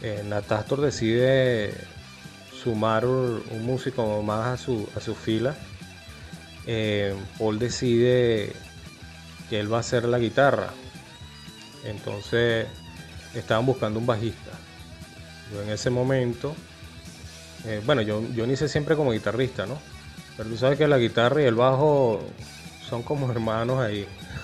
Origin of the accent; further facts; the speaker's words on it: Caracas, Capital District, Venezuela; Sin embargo, yo entro en el año 94 y yo, bueno, soy de Caracas.